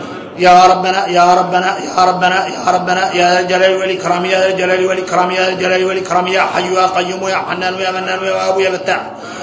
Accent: Mauritania; نحن موريتاني عندنا الأحوال عندنا الأحوال

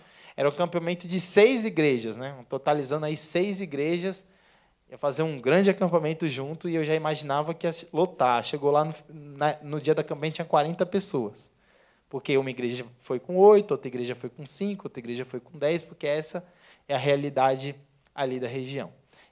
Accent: São Paulo, Brazil; que eu sou de São Paulo

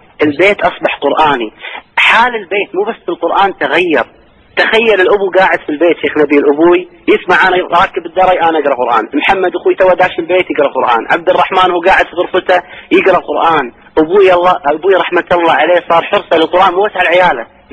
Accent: Kuwait; الموجودين عندنا في الكويت

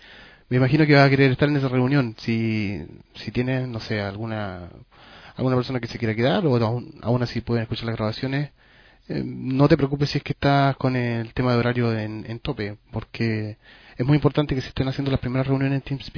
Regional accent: Chile; now in Spain; yo soy de Chile pero estoy en España

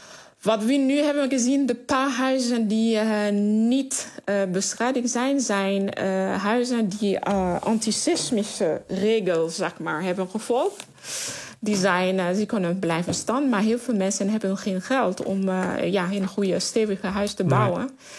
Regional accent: Camp-Perrin, Sud, Haiti; Ik kom uit een stad van het zuiden departement. Die heet Camperin. En Camperin ligt ongeveer 7 tot 8 kilometer eigenlijk van het epicentrum.

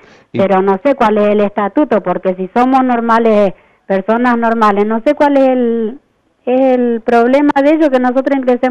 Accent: Buenos Aires, Argentina; born there; now in Rosario, Argentina; Yo nací en Buenos Aires.

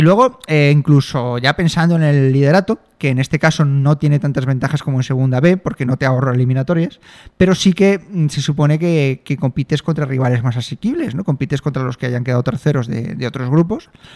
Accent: Alicante, Valencian Community, Spain; also born or lived in Alcoy; Ya sabes que yo soy de Alcoy, aunque haya crecido toda la vida en Alicante y sea del Hércules, y Alcoy ya no me importa un bledo, pero soy de Alcoy.

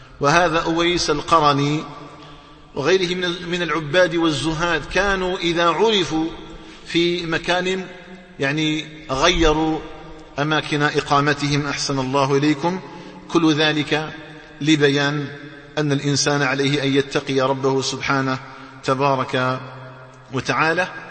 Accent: Algeria; اللهم اجعل بلدنا الجزائر آمنا مطمئنا

